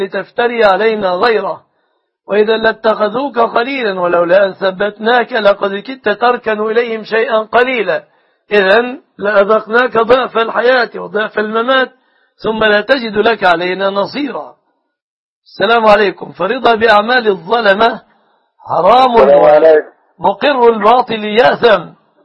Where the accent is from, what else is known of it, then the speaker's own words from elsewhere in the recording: Egypt; بلادنا مصر